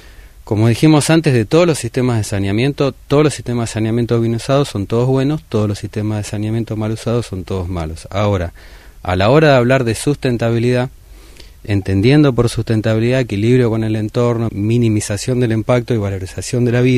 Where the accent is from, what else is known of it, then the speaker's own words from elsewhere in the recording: Argentina; de los 40 y pico millones que somos en Argentina